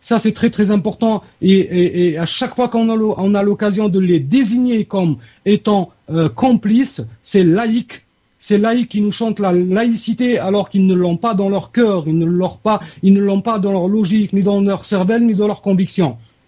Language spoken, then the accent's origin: French; Algeria; Que ce soit chez nous en Algérie, comme l'a fait certains partis politiques chez nous